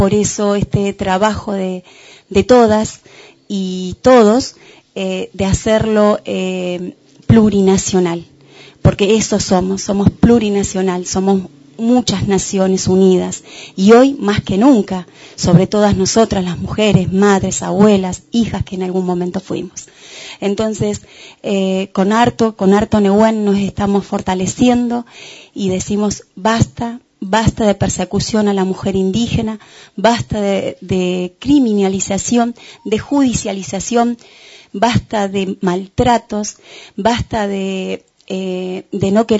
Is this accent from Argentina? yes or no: yes; El Bolsón, Río Negro, Argentina; Vengo del Bolsón, soy de Huelche Mapuche.